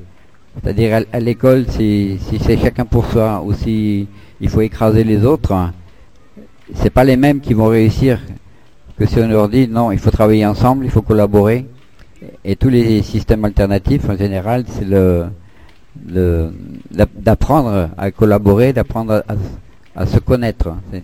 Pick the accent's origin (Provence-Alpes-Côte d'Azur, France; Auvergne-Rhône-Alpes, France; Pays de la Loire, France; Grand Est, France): Grand Est, France; born there; also born or lived in Montpellier; moi je suis né en Lorraine, hein, j'ai passé un CAP de magasinier. Et il n'y a que en Lorraine-Alsace que ça existe.